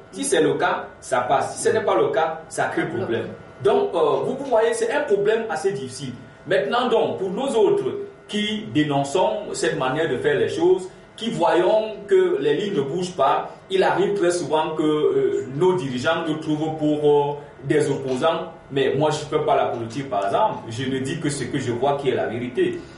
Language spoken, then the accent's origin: French; Cameroon; chez nous au Cameroun qui parle de la migration irrégulière de cette façon